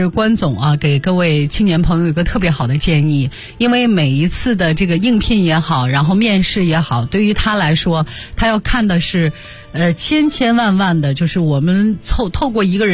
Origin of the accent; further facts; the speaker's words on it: Zuoquan, Shanxi, China; 还有大家可以听听我的家乡小调，就左权民歌。